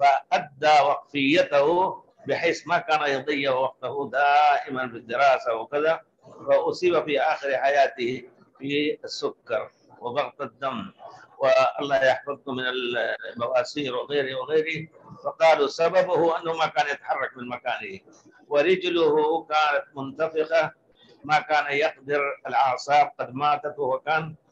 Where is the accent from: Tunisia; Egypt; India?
India; now in Medina, Saudi Arabia; وأنا جيت قبله من الهند قبله بكثير